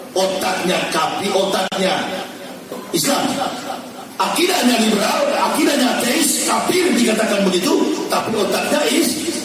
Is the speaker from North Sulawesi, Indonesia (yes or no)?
yes; Manado, North Sulawesi, Indonesia; kami Manado, orang asli Manado itu gak ada yang Islam.